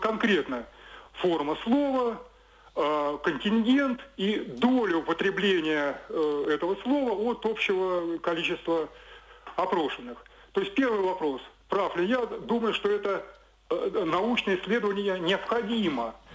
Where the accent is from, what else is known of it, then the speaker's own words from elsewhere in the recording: Saint Petersburg, Russia; born there; Нет, я родился на Васильевском острове.